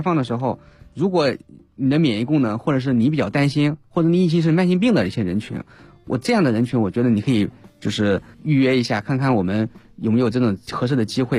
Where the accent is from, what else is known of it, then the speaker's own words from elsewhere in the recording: China; 所以我们中国人比较缺而已